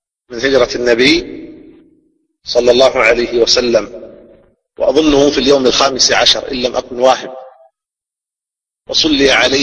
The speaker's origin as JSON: {"language": "Arabic", "country": "Saudi Arabia", "said": "في هذه البلاد، بلادنا المملكة العربية السعودية"}